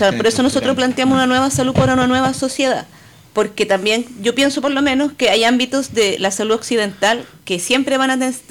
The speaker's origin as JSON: {"language": "Spanish", "town": "Santiago", "region": "Santiago Metropolitan Region", "country": "Chile", "said": "si bien yo me siento santiaguina y soy parte de la ciudad, etcétera, la conozco"}